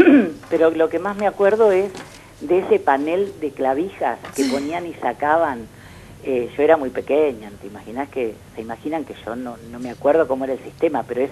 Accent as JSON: {"language": "Spanish", "town": "Junín", "region": "Buenos Aires Province", "country": "Argentina", "said": "Soy de Junín. Junín es una ciudad netamente ferroviaria, por lo menos lo era cuando yo era chica."}